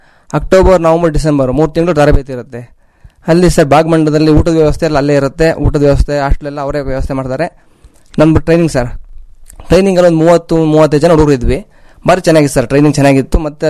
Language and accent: Kannada; Kenchammanaskote, Karnataka, India; ನನ್ನ ಊರು ಬಂದು ಕೆಂಚಮ್ಮನಸ್ಕೋಟೆ. … ಫಾರ್ಮರು, ಕೃಷಿಕರು.